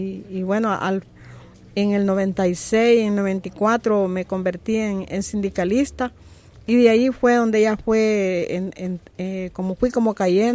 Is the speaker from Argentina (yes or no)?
no; Tonacatepeque, San Salvador, El Salvador